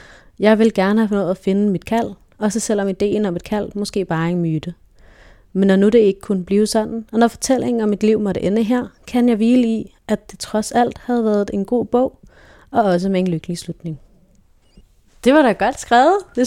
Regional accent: Frederiksberg, Capital Region of Denmark, Denmark; Jeg voksede op på det fine Frederiksberg med stuk i loftet og udsigt til tennisbaner og sergentskolen.

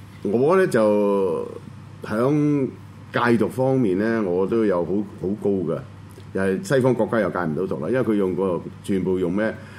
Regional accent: China; 我根本唔嚇，我係中國人

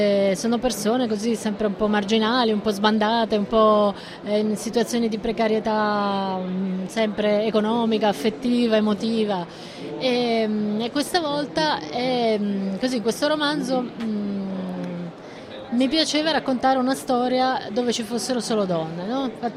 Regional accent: Liguria, Italy; io sono nata per esempio in Liguria, da una famiglia meridionale, abitavamo in un quartiere di meridionali emigrati, quindi comunque anche proletari

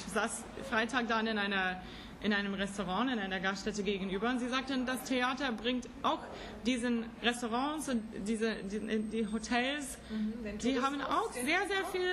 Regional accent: California, United States; Ich meine, ich komme aus Central Kalifornien. Jetzt sind es 45.000 Einwohner.

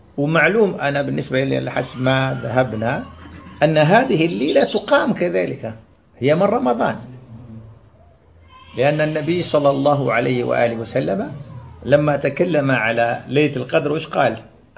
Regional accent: Algeria; كما سموها عندنا في الجزائر الكاشكاش

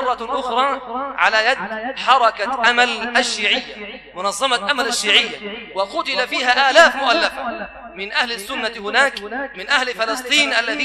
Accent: Egypt; بلادنا مصر الحبيبة بلاد سنية

